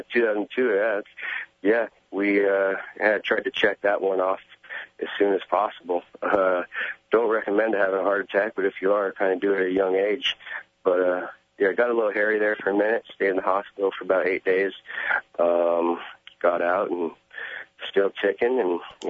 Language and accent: English; Napa Valley, California, United States; You know, I'm from Napa Valley, Sonoma County, the wine country.